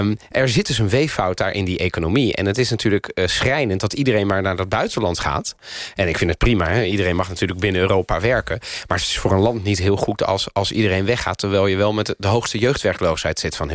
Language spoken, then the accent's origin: Dutch; Italy; now in Netherlands; ja, dat doe ik natuurlijk een beetje als Italiaan. Maar vooral ook als Italiaan in Nederland.